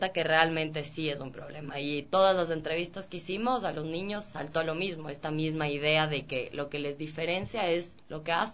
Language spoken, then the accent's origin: Spanish; Cuenca, Azuay, Ecuador; soy de Cuenca, toda mi familia es cuencana.